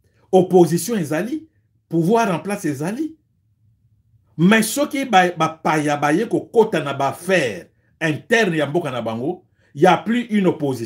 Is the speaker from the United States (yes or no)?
no; DR Congo; on s'est présenté que je suis Congolais.